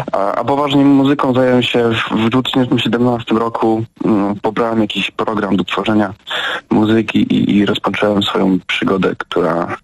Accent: Chojnice, Pomeranian Voivodeship, Poland; also born or lived in Gdańsk; jestem z Chojnic. Mieszkałem w Gdańsku przez 7 lat i tak od czasów gimnazjum, kiedy miałem 15 lat

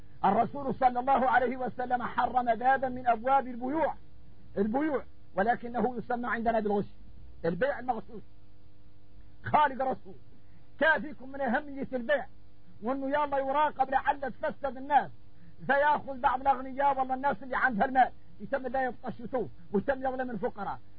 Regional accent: Mauritania; احنا موريتاني يلين اتضايقنا معه الصحراء خوتنا في الله

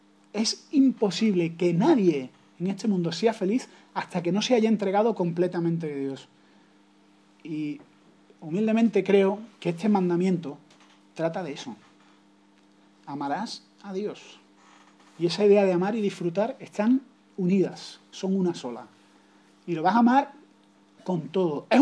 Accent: Andalusia, Spain; Yo que tengo, como andaluz, tengo una vena humorística

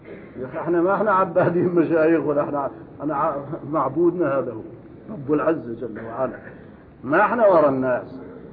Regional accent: Syria; now in Kuwait; كان جاءني في قريتي في سوريا، شيخ كبير يأتي هنا يتردد على الكويت، وزارني في قريتي هناك

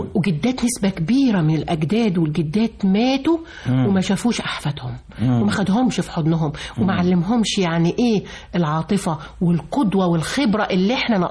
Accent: Egypt; مصر اللي بنرفع راسنا بينا في كل حتة وأقول أنا مصري، أنا فرحان إن أنا مصري وأولادي مصريين

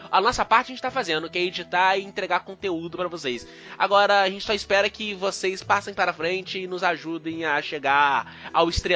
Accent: Rio de Janeiro, Brazil; Eu não moro no Rio. Calma. Eu sou do estado do Rio. Eu não moro no Rio.

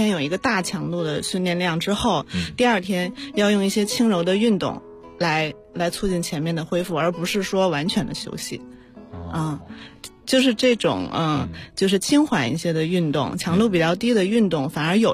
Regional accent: Hebei, China; 我是河北人。

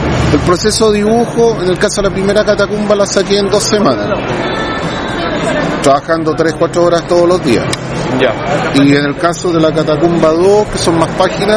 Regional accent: Santiago, Santiago Metropolitan Region, Chile; No, soy de Santiago

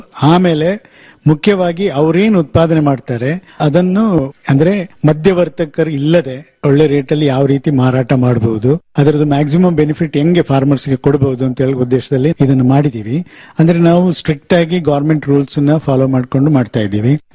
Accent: Puliyari, Karnataka, India; ನಾನು ಕೊಡಗಿನಲ್ಲಿ ಒಂದು ಕಾಫಿ ಬೆಳೆಗಾರ ಕೂಡ. ನಮ್ಮ ಗ್ರಾಮ ಪುಲಿಯರಿ ವಿಲೇಜ್.

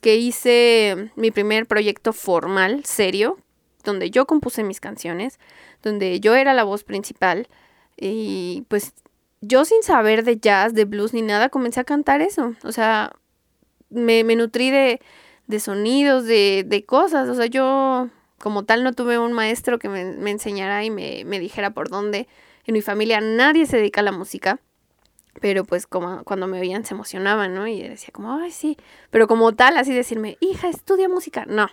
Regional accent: Mexico City, Mexico; Yo crecí en el DF. O sea, yo vivo en la Gustavo Madero, soy del norte de la ciudad, y pues siempre he estado pues en la ciudad

